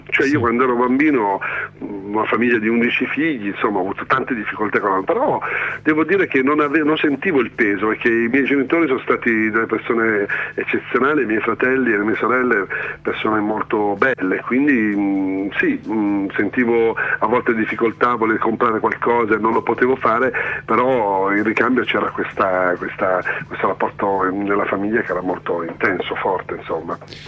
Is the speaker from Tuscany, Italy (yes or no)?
no; Milan, Lombardy, Italy; Se sono un napoletano, ma nato, cresciuto e vivo ancora a Milano